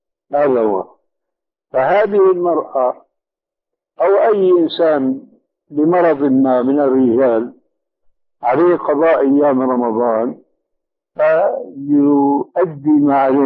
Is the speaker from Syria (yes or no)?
yes; Syria; وأنا مالي كما يقولوا عندنا في الشام حشو الكب هيك